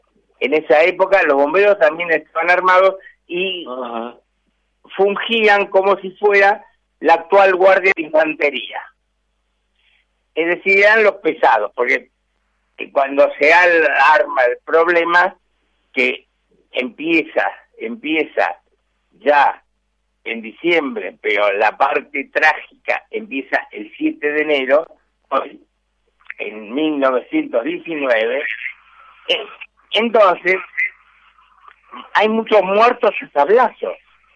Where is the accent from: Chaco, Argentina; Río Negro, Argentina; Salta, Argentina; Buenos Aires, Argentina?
Buenos Aires, Argentina; Y yo de esto entiendo mucho porque me crié en Villa Crespo, ¿no?